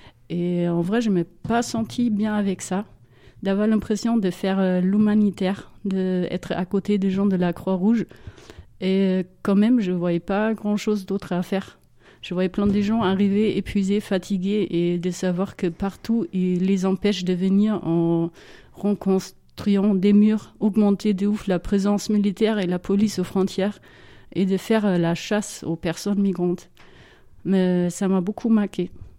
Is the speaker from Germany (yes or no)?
yes; Germany; French is a second language; je suis née et grandie en Allemagne de l'Ouest. J'étais 10 ans quand le mur de Berlin est tombé.